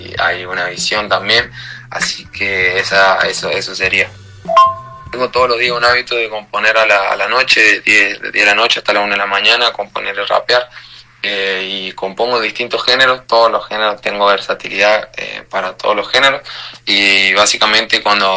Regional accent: San Luis, Argentina; Soy de acá, de San Luis, Argentina, de la capital, del barrio CGT. Tengo 19 años

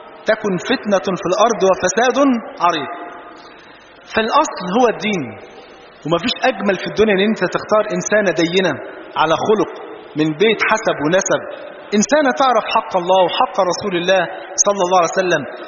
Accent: Egypt; وإحنا جايين والله من مصر

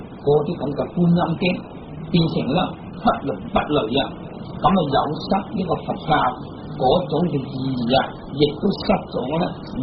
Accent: China; 我哋中國人啊，就係中國人啊嘛。

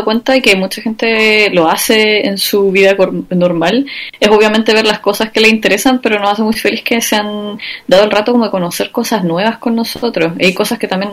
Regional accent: Chile; No sé, como que siempre le digo a la gente, como nosotros hablamos el peor español de Chile, o sea, del mundo, de los que somos

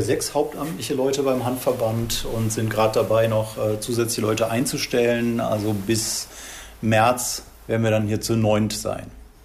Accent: Remscheid, North Rhine-Westphalia, Germany; bei den Grünen damals in Remscheid, meiner Heimatstadt.

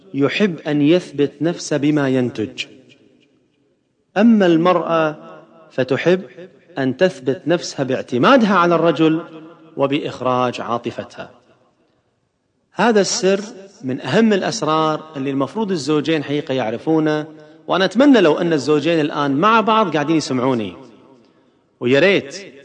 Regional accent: Kuwait; مرة عملت دراسة عندنا في الكويت عن أسباب الطلاق

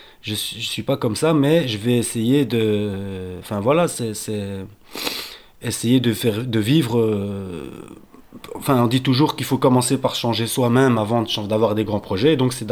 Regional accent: Brussels, Belgium; parce que moi je suis bruxellois

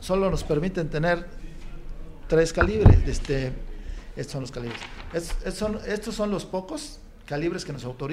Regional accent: Mexico; nosotros como mexicanos

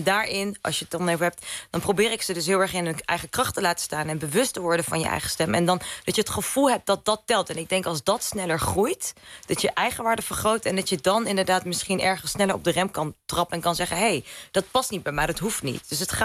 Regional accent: Zwolle, Overijssel, Netherlands; now in Amsterdam, Netherlands; ik ben een vrouw van 31. Ik ben niet getrouwd, heb geen kinderen, geen huisje, pompje, beestje. Ik kom uit Zwolle, woon in Amsterdam. Maar ben daar ook nog van.

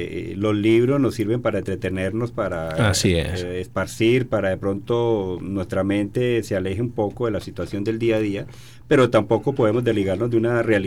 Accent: Colombia; el año pasado en mi país, en Colombia

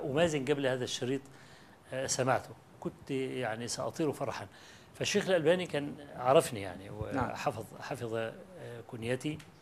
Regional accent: Egypt; قلت له أنا جاي من مصر مخصوص وأنا طالب علم فقير

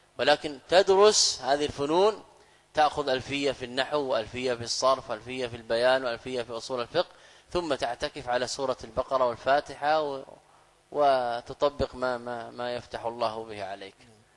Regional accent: Saudi Arabia; يعني انا قادم من السعوديه

